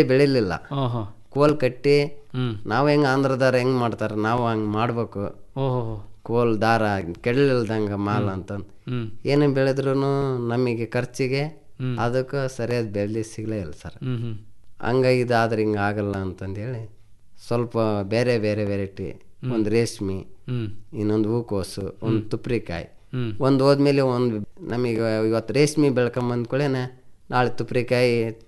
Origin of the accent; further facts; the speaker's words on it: Bachikondanahalli, Karnataka, India; ಸ್ವಂತ ಊರು ಬಾಚಿಕೊಂಡನಹಳ್ಳಿ ಸರ್.